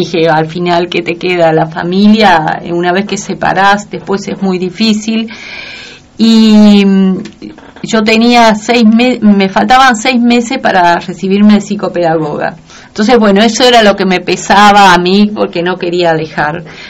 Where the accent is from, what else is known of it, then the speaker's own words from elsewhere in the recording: Concepción, Tucumán, Argentina; En el sur de la provincia, uh-huh. En Concepción. Ajá. Mis padres viven en el campo, mi mamá falleció el año pasado, mi papá todavía vive. Ellos viven, yo crecí cultivando